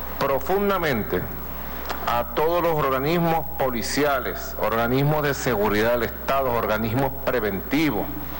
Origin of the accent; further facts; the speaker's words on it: Caracas, Capital District, Venezuela; Yo soy caraqueño y recuerdo los carnavales de hace muchos años.